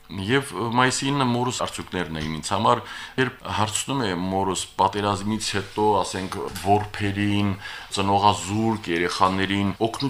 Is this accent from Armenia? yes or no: no; Shushi, Nagorno-Karabakh, Azerbaijan; Ես մեկ-մեկ մտածում եմ, որ ամբողջությամբ գուցե կորցրել ենք այն Շուշին, որը կար իմ մանկության տարածքներում, իմ մանկության մեջ